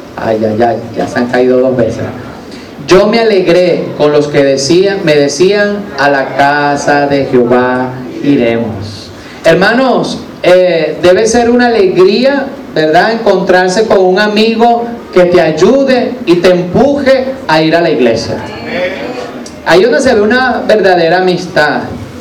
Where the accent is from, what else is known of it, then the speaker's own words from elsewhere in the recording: Vargas, Venezuela; born there; los que nacimos en Vargas, de tener ese mar allí tan hermoso.